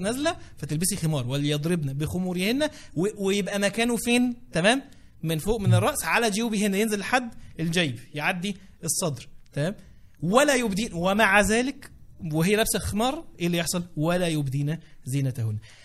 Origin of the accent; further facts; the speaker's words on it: Egypt; احنا وبالذات احنا كمصريين احنا بنسمي الحاجات